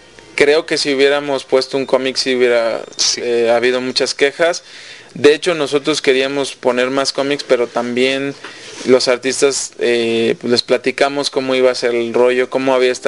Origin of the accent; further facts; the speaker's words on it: Mexico; Aquí el problema en México es que, como buenos mexicanos, nos ha costado mucho trabajo